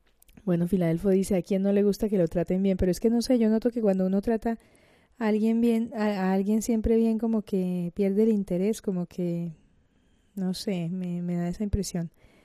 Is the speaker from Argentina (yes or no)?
no; Cartagena, Bolívar, Colombia; now in Granada, Spain; cartagenera de Indias en Granada, España.